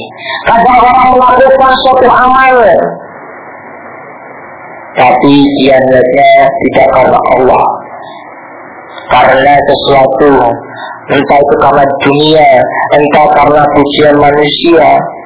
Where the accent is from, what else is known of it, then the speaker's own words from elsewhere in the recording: Surabaya, East Java, Indonesia; Ya, kalau saya aslinya Surabaya, kalau di Surabaya itu ada namanya Kampung Doli.